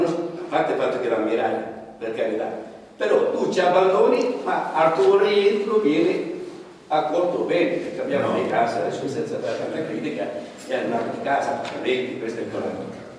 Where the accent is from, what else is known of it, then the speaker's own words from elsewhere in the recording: Sicily, Italy; E io mi trovo appena in parte coinvolto in questo discorso qua, anche se sono siciliano.